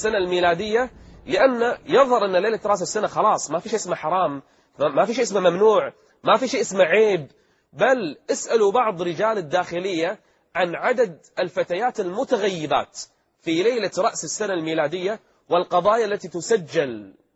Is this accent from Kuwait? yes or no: yes; Kuwait; أحد التجمعات السياسية الموجودة عندنا في الكويت